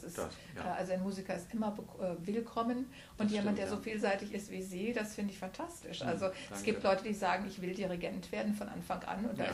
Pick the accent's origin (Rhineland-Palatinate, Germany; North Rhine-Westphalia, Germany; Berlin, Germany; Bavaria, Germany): North Rhine-Westphalia, Germany; Bonn; Geboren ist er, wo ich groß geworden bin, nämlich in Bonn.